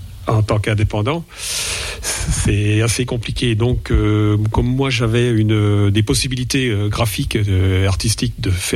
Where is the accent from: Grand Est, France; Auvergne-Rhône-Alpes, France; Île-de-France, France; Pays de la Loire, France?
Grand Est, France; La Bresse; Je suis originaire de la Bresse.